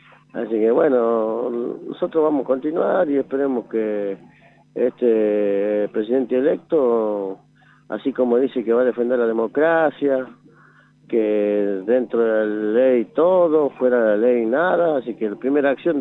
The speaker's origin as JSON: {"language": "Spanish", "region": "Jujuy", "country": "Argentina", "said": "preguntaron dónde somos, ellos dijimos, somos de Jujuy"}